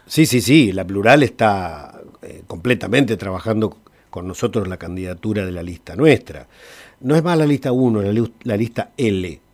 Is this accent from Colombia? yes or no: no; Santa Rosa, Argentina; born there; Yo nací en Santa Rosa. Mis primeros años me tuve que ir al campo porque mi papá era peón de campo.